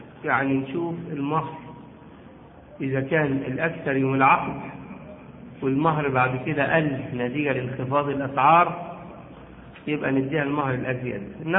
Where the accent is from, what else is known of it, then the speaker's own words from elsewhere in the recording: Egypt; الصداق عندنا في مصر بيقع جزء منه نقدا وجزء منه يقع عينا عرضا